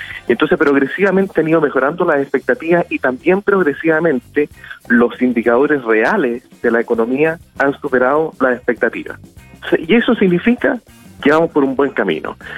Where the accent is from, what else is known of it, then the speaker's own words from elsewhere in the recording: Chile; porque como buen chileno, vamos a último minuto a comprar los regalos de Navidad.